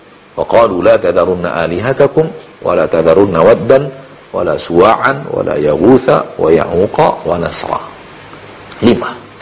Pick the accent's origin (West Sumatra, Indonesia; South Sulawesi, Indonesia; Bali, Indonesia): South Sulawesi, Indonesia; berasal dari Sulawesi Selatan. Di Bugis, Masya Allah, warga Bugis